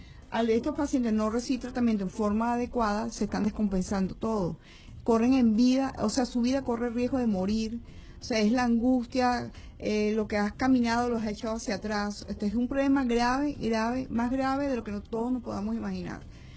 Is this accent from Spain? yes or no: no; Venezuela; Todos somos venezolanos y tenemos el mismo derecho, que es la salud.